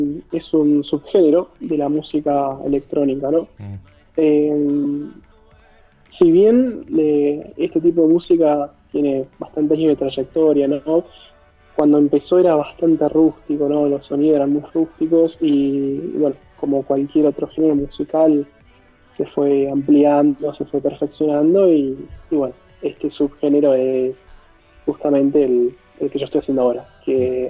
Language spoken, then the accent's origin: Spanish; Zapala, Neuquén, Argentina; Yo ahora estoy viviendo en la provincia de Neuquén, en la ciudad de Zapala. Estoy, bueno, en una chacra. Soy originariamente... Sí, en Chaco. La curiosidad es